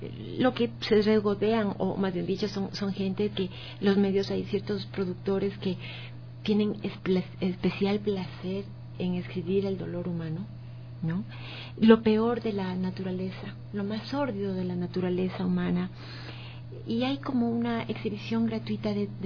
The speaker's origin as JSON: {"language": "Spanish", "country": "Ecuador", "said": "no se está trabajando en función de la sociedad, de los valores que tenemos como ecuatorianos"}